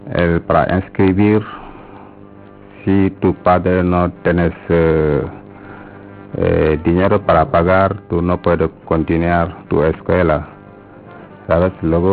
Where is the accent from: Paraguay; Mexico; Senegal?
Senegal; Spanish is a second language; moved away as an adult; now in Spain; Sí, vengo de Senegal.